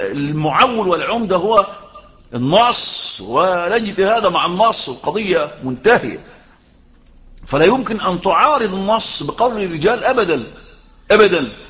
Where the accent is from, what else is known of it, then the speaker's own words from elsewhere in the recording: Egypt; وهم بيأخذوا بهذا في القانون المصري عندنا في مصر